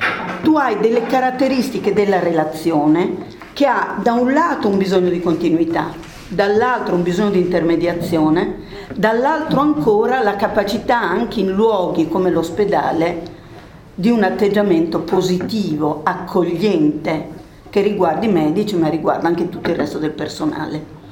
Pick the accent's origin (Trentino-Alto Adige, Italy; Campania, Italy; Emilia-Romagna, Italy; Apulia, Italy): Emilia-Romagna, Italy; accent: Romagnol; Io sono romagnola, quindi scusate l'accento diverso.